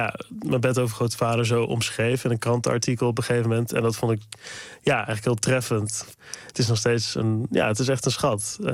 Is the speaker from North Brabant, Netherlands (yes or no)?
yes; North Brabant, Netherlands; ik voel me gewoon hier gewoon uit Brabant, uit het dorp.